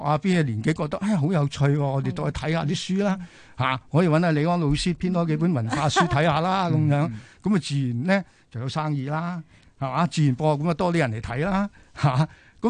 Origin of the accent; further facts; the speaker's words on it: China; 睇到我哋中國人淨係講插花，